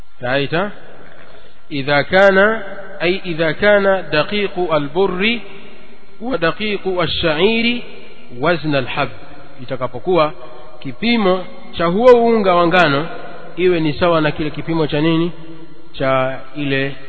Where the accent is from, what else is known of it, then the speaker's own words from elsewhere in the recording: Kigoma, Tanzania; ama ziko sehemu zingine kama nyumbani kwetu Kigoma ni ugali, unga raita.